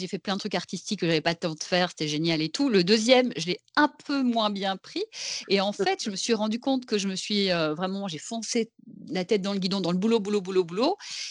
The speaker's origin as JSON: {"language": "French", "country": "Belgium", "said": "parce que je ne sais pas si c'est parce que je viens de Belgique"}